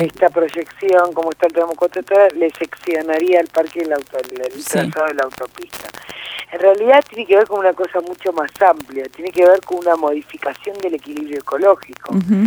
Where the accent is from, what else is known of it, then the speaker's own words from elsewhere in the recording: Villa Elisa, Buenos Aires Province, Argentina; En mi caso, soy de Villa Elisa